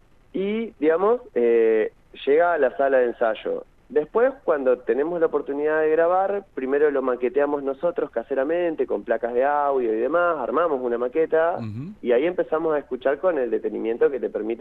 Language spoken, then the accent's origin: Spanish; General Pico, La Pampa, Argentina; now in Santa Rosa, Argentina; yo soy de Pico, ya hace un montón de años que vivo acá, ya soy bastante santarroceño para esta altura.